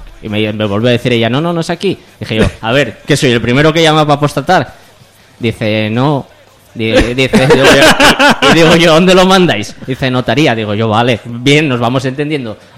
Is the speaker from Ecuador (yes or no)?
no; Gijón, Asturias, Spain; No, soy de Gijón. Ah, no estás muy lejos.